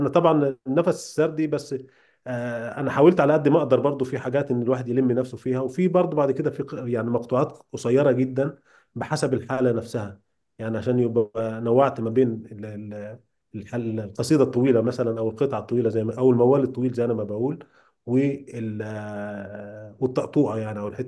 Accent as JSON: {"language": "Arabic", "country": "Egypt", "first_language": "Egyptian Arabic", "said": "العاميه المصريه، يعني ملهاش حتى دخل باللغه العربيه الفصحى اللي هم بيحاولوا يسوقوها لنا كلغه ام. احنا لغتنا الام هي اللغه العاميه"}